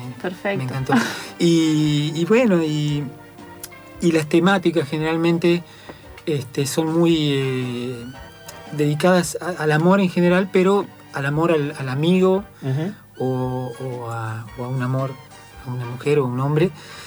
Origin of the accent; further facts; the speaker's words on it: San Luis, Argentina; yo me crié en San Luis, digamos, y San Luis forma parte de la región cuyana